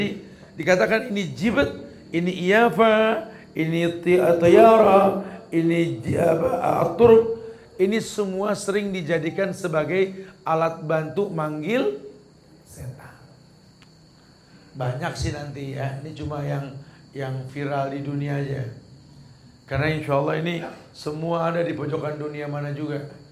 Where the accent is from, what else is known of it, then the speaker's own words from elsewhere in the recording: Jakarta, Indonesia; Saya ini anak Betawi. Orang Betawi suka pakai roti buaya.